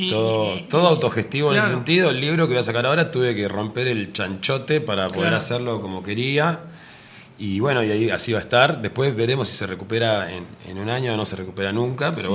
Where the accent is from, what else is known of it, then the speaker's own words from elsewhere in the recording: Santa Rosa, La Pampa, Argentina; Yo, por ejemplo, soy de Santa Rosa, de La Pampa